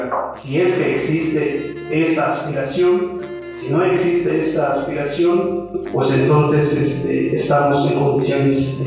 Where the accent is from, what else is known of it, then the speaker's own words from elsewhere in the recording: Mexico; qué valores son propias que tenemos que construir como sujetos interculturales, como mexicanos?